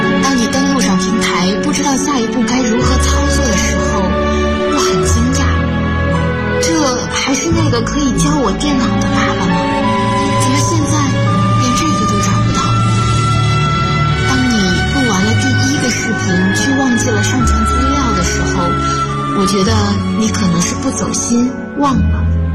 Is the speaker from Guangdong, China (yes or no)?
yes; Shenzhen, Guangdong, China; 来自深圳。我在南京大学，距离我的家乡1300公里。